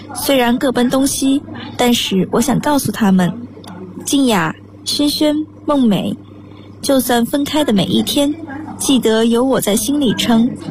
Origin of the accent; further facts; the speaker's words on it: Anhui, China; Hello，